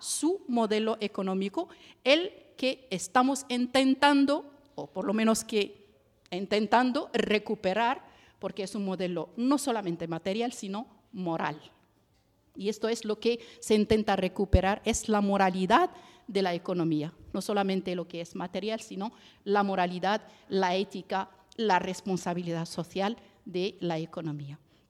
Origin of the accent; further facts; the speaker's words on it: Morocco; moved away as an adult; now in Barcelona, Spain; vine de Marruecos con la licenciatura en economía desde 2006 y bueno, acabé aquí mi doctorado